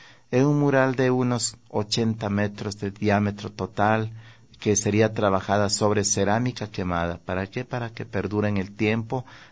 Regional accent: Guamote, Chimborazo, Ecuador; recuerdo yo los carnavales de mi tierra, los carnavales de Huamote, ese colorido, los danzantes y todo.

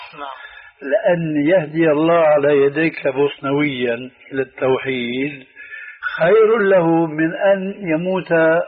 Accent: Syria; يقولون عندنا في سوريا

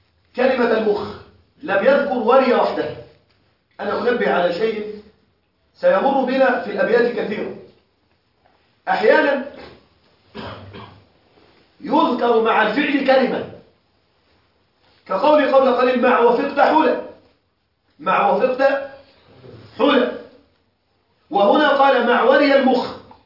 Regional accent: Egypt; عندنا في مصر أكلة مشهورة جدا تسمى الكوارع

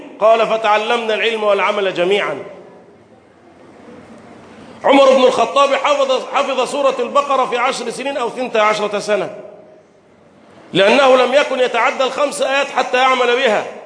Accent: Egypt; بلدنا مصر

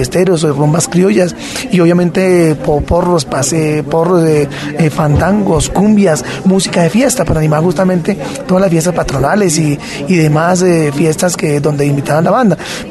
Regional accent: Guasca, Cundinamarca, Colombia; hace, pues imagínese, año 91 en mi tierra, en Huasca

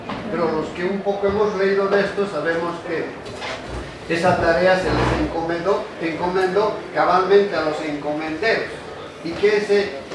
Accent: Bolivia; desde el punto de vista de un compatriota boliviano, el que venga a explicar algo de lo que se produce en mi país, pero en mi país no solamente es el vicepresidente

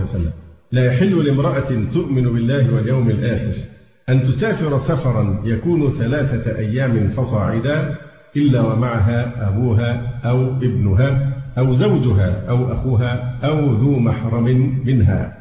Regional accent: Egypt; فحتى الآن الحالات عندنا في مصر والله الحمد قليلة جدا

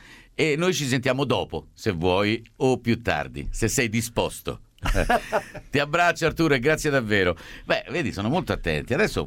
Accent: Rome, Lazio, Italy; non voleva essere una limitazio il fatto di essere di Roma, insomma. Anch'io.

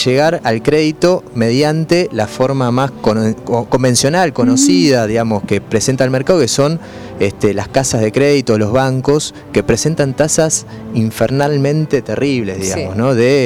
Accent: Buenos Aires, Argentina; Nosotros somos del barrio de Mataderos

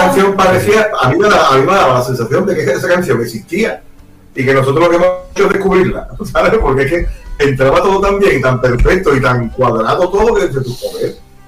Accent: Fortuna, Region of Murcia, Spain; Yo soy un rockero de Fortuna. Yo me dedico a tocar la guitarra.

